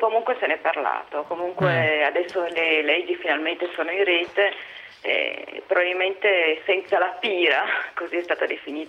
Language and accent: Italian; Piedmont, Italy; io sono piemontese e appartengo ad un movimento che rivendica l'identità di diversi popoli. Noi siamo molto diversi come piemontesi dai lombardi, siamo diversi dai veneti.